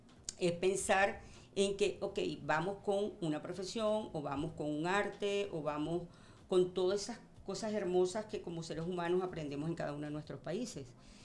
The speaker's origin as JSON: {"language": "Spanish", "country": "Venezuela", "moved": "as an adult", "lives_now": "Valencia, Spain", "said": "A ver, pues … soy venezolana. Llegué a Valencia hace 2 años"}